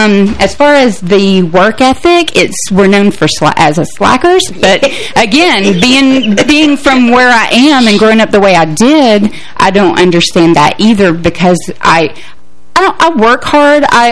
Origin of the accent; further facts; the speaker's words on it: Oak Ridge, Tennessee, United States; I'm from Oak Ridge, Tennessee, which was the city that was it was developed for the assembly of the atom bomb, and my city was full of engineers and nuclear scientists